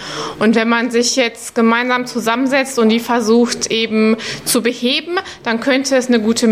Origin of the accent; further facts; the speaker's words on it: Hagen, North Rhine-Westphalia, Germany; Ich komme aus Hagen